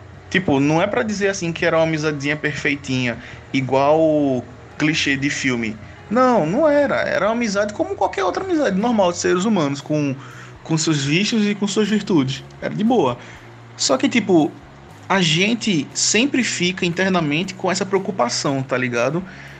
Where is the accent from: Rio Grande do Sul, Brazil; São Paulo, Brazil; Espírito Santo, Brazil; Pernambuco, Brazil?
Pernambuco, Brazil; Eu sou de Pernambuco.